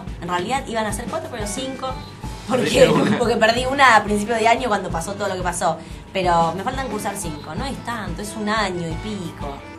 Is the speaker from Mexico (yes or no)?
no; Buenos Aires, Argentina; Yo soy una enferma de Buenos Aires. Me zarpo en unitaria. Me zarpo en porteña y centralista.